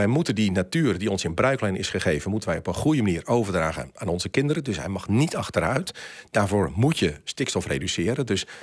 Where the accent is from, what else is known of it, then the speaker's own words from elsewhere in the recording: Friesland, Netherlands; now in Amersfoort, Netherlands; Ja, ik woon in Amersfoort, dat is een feit. Maar ik ben opgegroeid in Friesland.